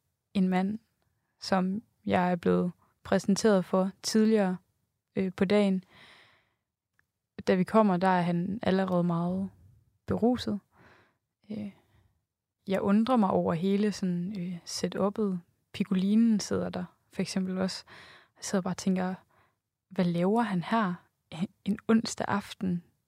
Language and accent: Danish; West Jutland, Denmark; also born or lived in Aarhus; now in Copenhagen, Denmark; Jeg er 27 år gammel. Jeg kommer oprindeligt fra Vestjylland, har læst på Aarhus Universitet og flyttet til København for et år siden.